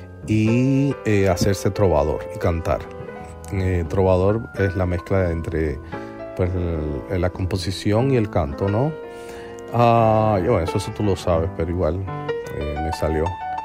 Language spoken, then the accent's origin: Spanish; Havana, Cuba; born there; centro Habana. Es que es como se llama el barrio donde yo nací, que en verdad, centro Habana es el título revolucionario que le pusieron, pero en verdad ese barrio se llamó toda la vida Cayo Hueso.